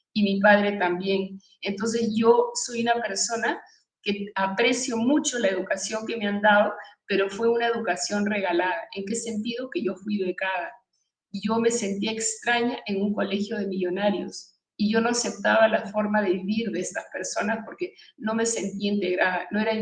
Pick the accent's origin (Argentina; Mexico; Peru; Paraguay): Peru; born there; nací en Perú, pero fui concebida en la Ciudad Luz, en París, en un viaje de placer de mis padres.